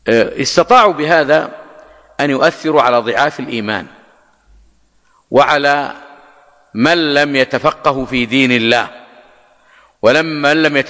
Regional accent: Hejaz, Saudi Arabia; أو يسمونه عندنا في الحجاز مضير أو نحو ذلك.

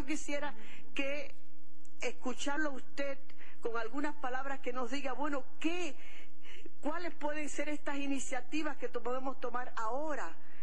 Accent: Cuba; como cubanos, como patria

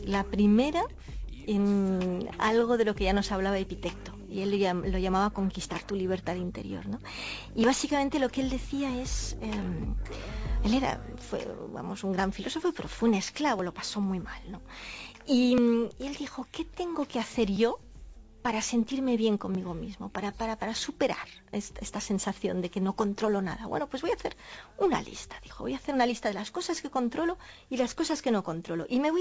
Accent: Catalonia, Spain

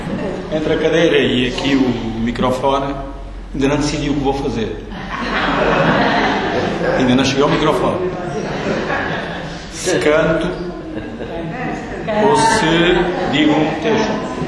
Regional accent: Alentejo, Portugal; a Páscoa é um tempo muito importante para os alentejanos. Na minha terra a gente festeja com muita força, vigor e muito vinho.

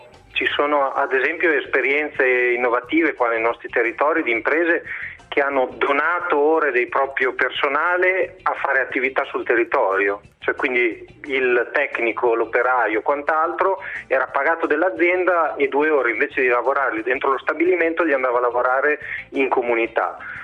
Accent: Bologna, Emilia-Romagna, Italy; visto che siamo di Bologna

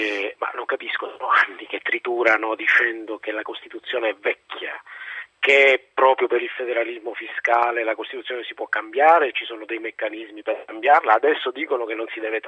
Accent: Southern Italy, Italy; te lo dico da terrone

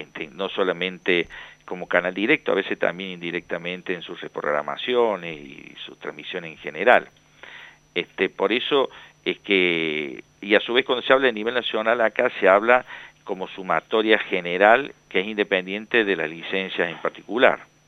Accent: Córdoba, Argentina; accent: Cordobés; usted sentirá mi tonada cordobesa

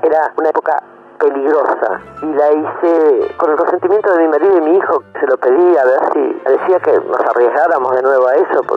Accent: Argentina; nuestra historia y nuestra vida como argentinos

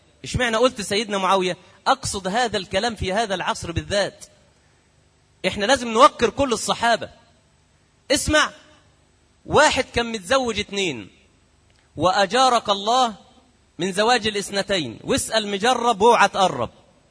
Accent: Egypt; عندنا في مصر يقول لك إيه، دايما يقولوها كده

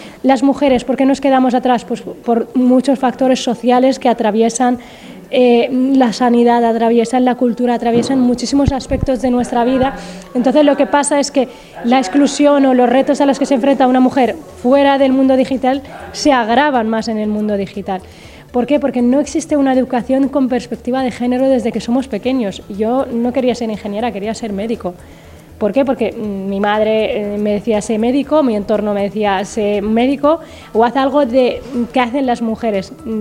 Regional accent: Western Sahara; como saharaui, porque soy del Sahara Occidental y entonces nuestro país está ocupado por Marruecos.

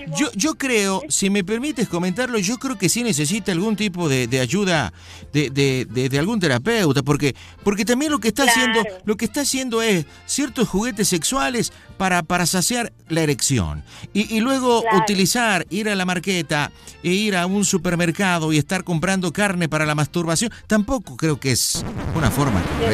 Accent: Argentina; también él es boliviano, yo soy argentino.

